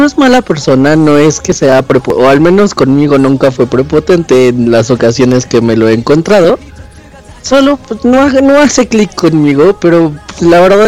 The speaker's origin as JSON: {"language": "Spanish", "country": "Mexico", "said": "Pues sí, ya sabes, como buen mexicano, pues todos queremos que sea nuestro"}